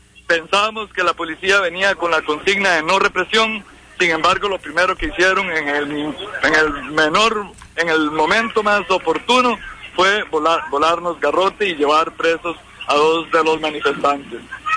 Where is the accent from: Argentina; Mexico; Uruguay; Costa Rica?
Costa Rica; Y soy un costarricense que no se siente pico frente a estas circunstancias.